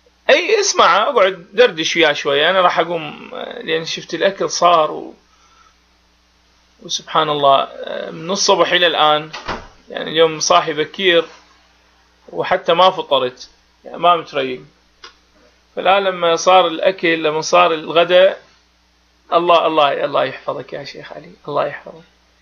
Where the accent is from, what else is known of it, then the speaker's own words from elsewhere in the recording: Iraq; هذا احنا عراقيين ونعرف هذه المسائل